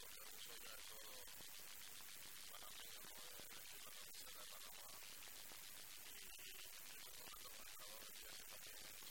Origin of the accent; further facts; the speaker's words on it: Elche, Valencian Community, Spain; demostrar que soy de Elche y hacia Elche pero también como Elche